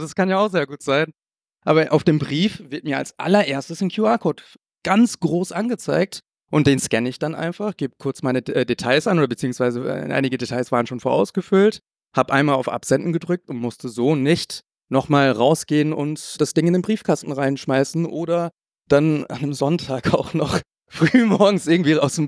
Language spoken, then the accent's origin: German; Cologne, North Rhine-Westphalia, Germany; Also wenn ich komme aus Köln, liebe Grüße an die Menschen aus Köln